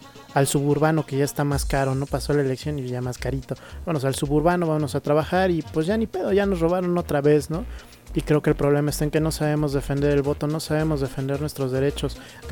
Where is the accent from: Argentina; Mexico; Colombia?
Mexico; como mexicanos somos muy de, ay, pues ya te eché una hojita